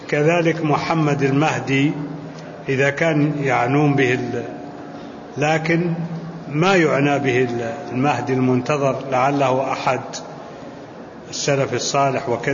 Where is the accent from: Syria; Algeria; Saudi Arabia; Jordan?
Saudi Arabia; هو في عندنا في السعودية.